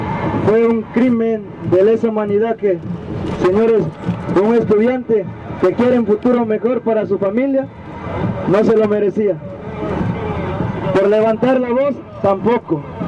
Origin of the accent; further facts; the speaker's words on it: Mexico; now in Argentina; Ese es el coraje que nos da a nosotros como mexicanos. Lo que vamos descubriendo aquí en Argentina.